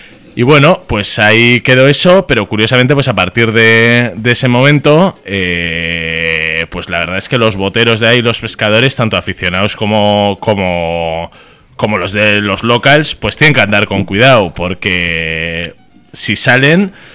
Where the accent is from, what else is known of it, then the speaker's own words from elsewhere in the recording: Bilbao, Basque Country, Spain; Yo soy de Bilbao